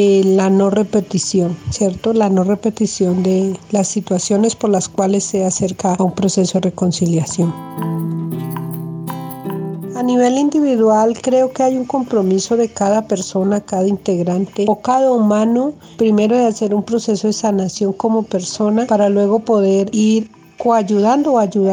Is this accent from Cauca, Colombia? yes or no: yes; San Sebastián, Cauca, Colombia; Soy de la comunidad de San Sebastián, del departamento del Cauca, pueblo Yanacona.